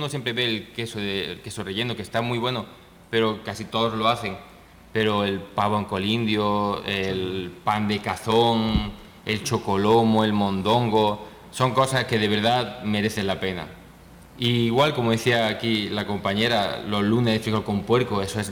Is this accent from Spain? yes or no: yes; Spain; moved away as an adult; now in Mexico; Como español que viene invitado a este hermoso proyecto